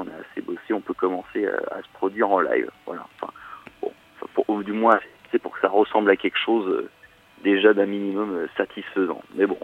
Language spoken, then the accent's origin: French; Paris, Île-de-France, France; Alors, on est de Paris.